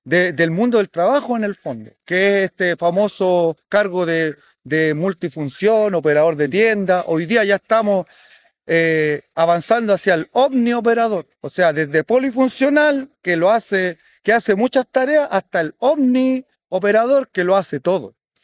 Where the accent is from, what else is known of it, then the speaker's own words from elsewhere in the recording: Chile; nosotros como Estado, como pueblo chileno, no hemos tenido la capacidad de poder impedir esa vulneración